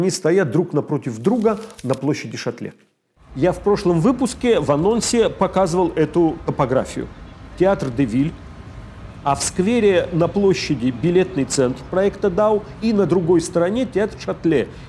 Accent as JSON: {"language": "Russian", "town": "Uloma", "region": "Vologda Oblast", "country": "Russia", "tie": "born or raised there", "said": "У меня на родине деревня Улома называется в Вологодской области. Финно-угорское название, как часто на нашем севере."}